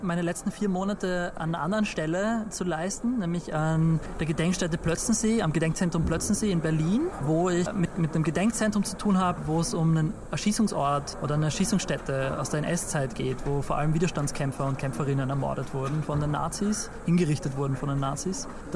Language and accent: German; Austria; aber sie wird immer eine andere sein als meine, als Österreicher.